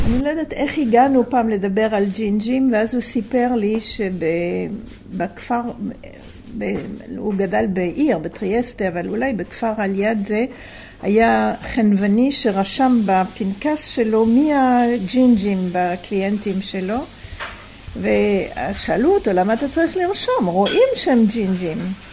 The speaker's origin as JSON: {"language": "Hebrew", "country": "France", "second_language": "Hebrew", "moved": "yes", "lives_now": "Israel", "said": "אני באתי לקיבוץ ב-1960 מצרפת, כמו ששומעים."}